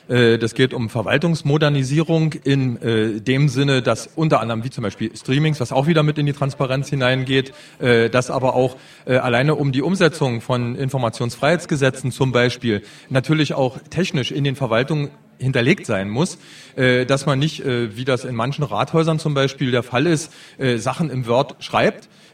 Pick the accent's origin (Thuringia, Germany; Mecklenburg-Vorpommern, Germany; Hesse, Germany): Thuringia, Germany; Ichtershausen; Ich komme aus dem Ilmkreis und direkt aus Ichtershausen